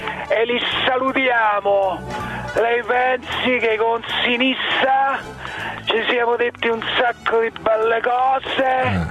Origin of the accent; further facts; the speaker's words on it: Rome, Lazio, Italy; Della mia città natale, dice.